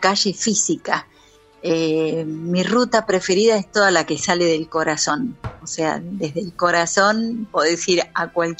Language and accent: Spanish; Buenos Aires, Argentina; born there; Acá en Buenos Aires.